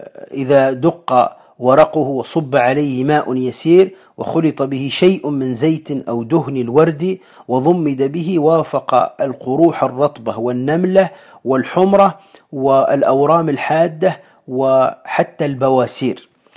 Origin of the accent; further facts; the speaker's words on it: Morocco; والآس عندنا في المغرب ويسميه أيضا الريحان